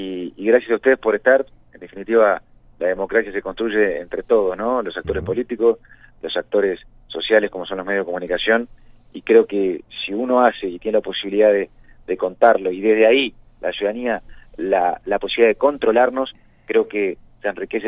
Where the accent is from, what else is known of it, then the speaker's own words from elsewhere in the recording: Maldonado, Uruguay; Nosotros somos de Maldonado, conocemos Maldonado, queremos Maldonado